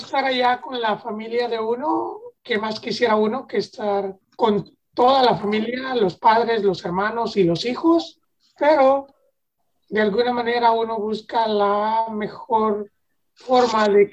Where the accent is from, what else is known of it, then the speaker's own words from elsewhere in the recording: Oaxaca, Mexico; now in United States; Soy del estado de Oaxaca